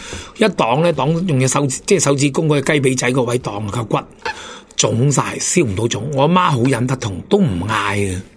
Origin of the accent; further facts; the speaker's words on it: Whampoa, Kowloon, Hong Kong; 咁但系咧就睇住黄埔起，咁睇住差管理啊、大环山啊，咁我喺嗰度长大啦。